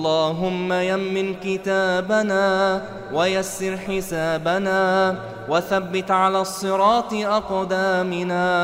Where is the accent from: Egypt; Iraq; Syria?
Egypt; عن بلدنا مصر خاصة وعن سائر بلاد